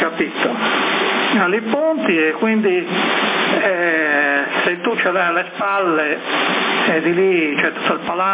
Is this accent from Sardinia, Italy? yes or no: yes; Sassari, Sardinia, Italy; born there; io ci sono nato, arrivato a Viale Trieste, dietro quella che c'era l'edicola praticamente